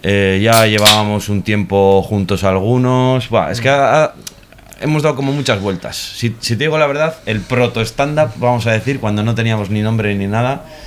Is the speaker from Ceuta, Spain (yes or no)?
no; Amorebieta-Etxano, Basque Country, Spain; now in Bilbao, Spain; No, somos cuatro de Sornocha y luego el otro guitarrista es de EA.